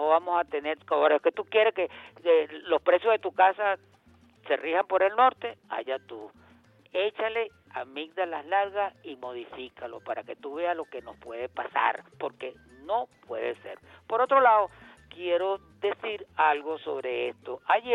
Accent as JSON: {"language": "Spanish", "country": "Venezuela", "said": "Venezuela es una sola y somos venezolanos."}